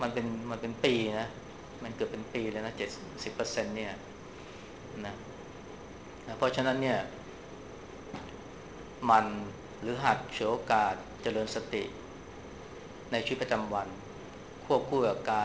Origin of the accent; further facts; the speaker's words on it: Bangkok, Thailand; พวกเราเนี่ยคนกรุงเทพเนี่ยเวลาเจอไฟแดงเนี่ยเราจะหงุดหงิดขึ้นมาทันทีนะ